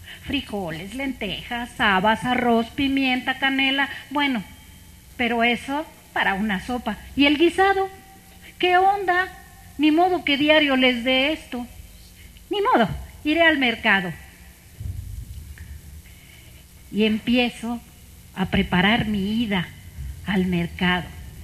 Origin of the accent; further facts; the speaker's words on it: Ocozocoautla, Chiapas, Mexico; born there; una receta del estado de Chiapas, que es mi estado. Yo nací en Ocosocuautla, Chiapas